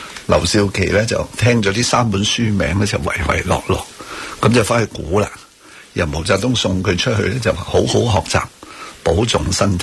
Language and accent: Cantonese; Hong Kong; 我香港人呢就係、是、长期处于一个经济增长